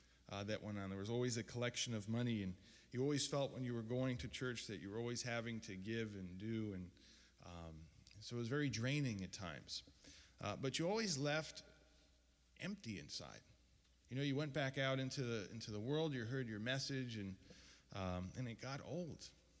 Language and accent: English; Bronx, New York, United States; But I grew up in the Bronx. Originally, I was raised as an Orthodox Jew. I was a graduate of Yeshiva University